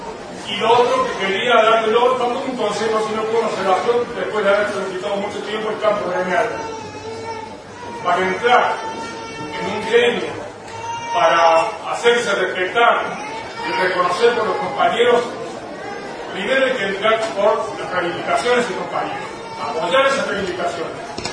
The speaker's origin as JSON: {"language": "Spanish", "region": "Córdoba", "country": "Argentina", "said": "Como jubilado cordobés, nosotros lo conseguimos con luchas."}